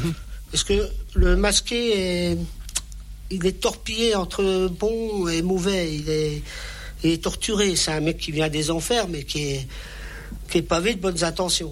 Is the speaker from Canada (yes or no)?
no; Grand Est, France; born there; Et je suis né ici dans les Vosges il y a 50 ans, tout pile.